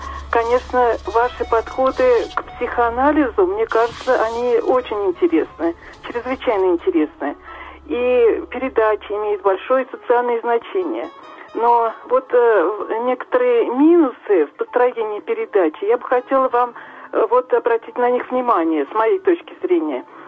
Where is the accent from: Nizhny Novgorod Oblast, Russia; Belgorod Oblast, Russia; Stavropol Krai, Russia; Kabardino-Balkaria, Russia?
Nizhny Novgorod Oblast, Russia; Nizhny Novgorod; Да, я из Нижнего Новгорода.